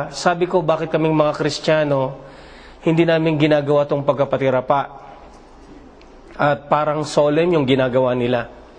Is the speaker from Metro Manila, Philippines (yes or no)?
yes; Manila, Metro Manila, Philippines; now in Saudi Arabia; father ko ay Bicolano. Pero maroon din ako ng salitang Ilocano. Lumaki ako ng Maynila at sa Tondo ako lumaki. Matagal na ako nasa Saudi Arabia. Dumating ako ng Saudi Arabia 1980.